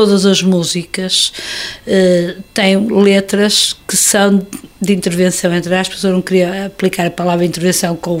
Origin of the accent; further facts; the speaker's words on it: Porto, Portugal; Nós somos uma banda de Porto, assumidamente, apesar de agora, não vivemos no Porto, nós somos do Porto, nascemos no Porto, é a nossa cidade.